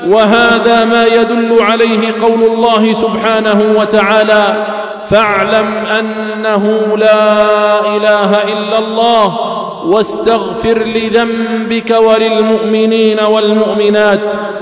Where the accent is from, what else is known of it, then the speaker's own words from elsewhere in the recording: Algeria; خصوصا في بلادنا الجزائر التي قامت على العلم والعلماء